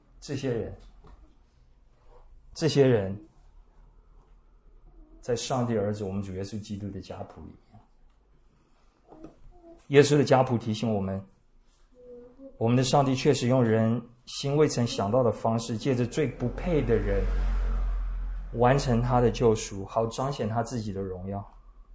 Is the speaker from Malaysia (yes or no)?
no; Taiwan; 而对我们台湾人来说